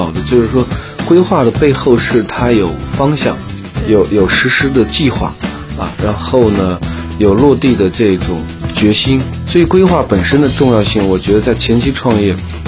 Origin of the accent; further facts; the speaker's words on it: China; 我们中国人经常讲用人不疑